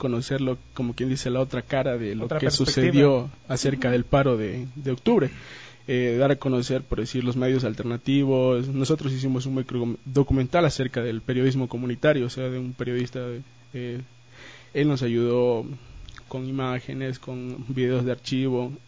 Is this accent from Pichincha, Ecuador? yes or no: no; San Lorenzo, Esmeraldas, Ecuador; Yo también soy de provincia, también soy de Esmeraldas, de San Lorenzo.